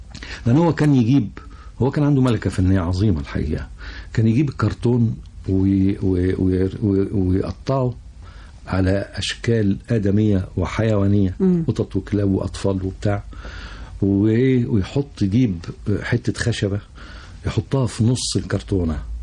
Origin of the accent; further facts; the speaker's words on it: Cairo, Cairo Governorate, Egypt; also born or lived in Alexandria / Suez / Port Said / Ismailia; بمناسبة تنقلات والدي أنا اتولدت في اسكندرية. وبعدين اللي عرفته بعدين إن إحنا بعد اسكندرية والدي اتنقل السويس. وبعد السويس اتنقل بورسعيد، وبعد بورسعيد اتنقل الإسماعيلية، وبعد الإسماعيلية جه القاهرة.